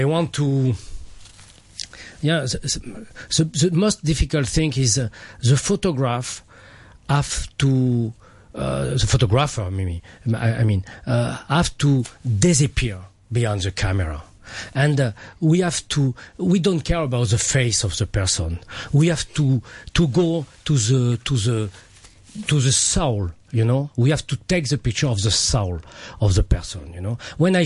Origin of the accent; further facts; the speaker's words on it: France; I come from France, and the culture every day in school and after.